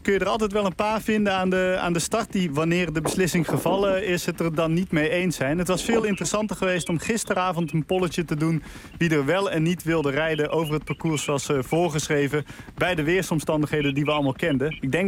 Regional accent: Breda, North Brabant, Netherlands; Je weet, ik ben opgegroeid in Breda.

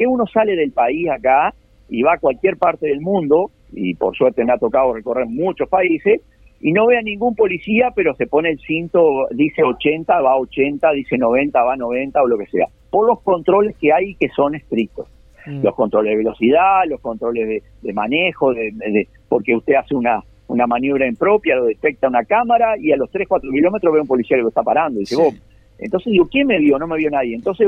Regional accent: Uruguay; porque todos no somos giles, los uruguayos, cuando sabemos que lo multaron el de adelante, nosotros vamos despacio

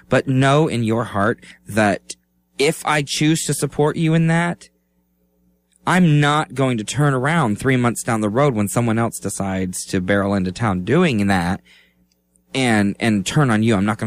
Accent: Florida, United States; Growing up in Lake County, there were four different community theaters to choose from.

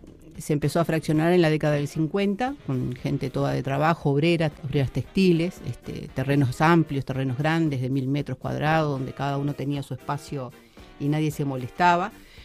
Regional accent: Uruguay; Siempre me sentí locataria, amo mi barrio. Tuve oportunidades de emigrar, como muchos uruguayos han emigrado, pero siempre decidí quedarme

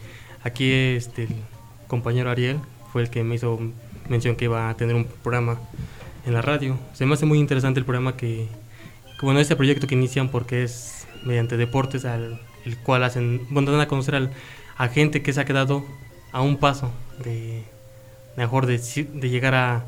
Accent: Ameca, Jalisco, Mexico; De aquí de Ameca.

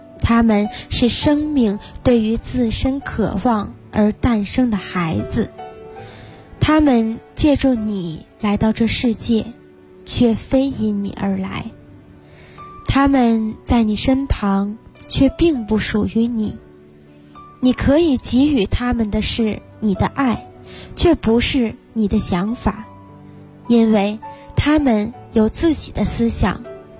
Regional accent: Inner Mongolia, China; 我来自内蒙古

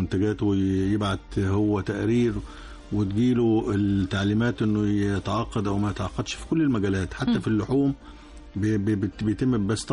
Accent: Egypt; دمياط عندنا كمصريين وحتى عند العرب في السياحة الشاطئية وخلافه

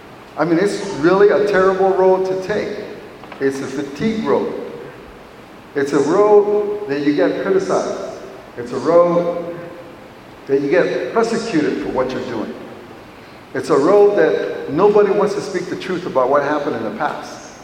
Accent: United States; And that shocked me as an Indian person who comes on the reservation to hear some of our congressional leaders say, really?

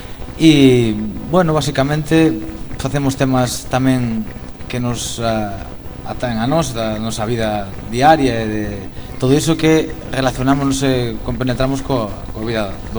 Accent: Vigo, Galicia, Spain; É de aquí de Vigo.

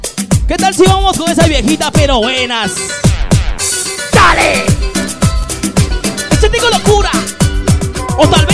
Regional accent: Ecuador; Somos de Ecuador.

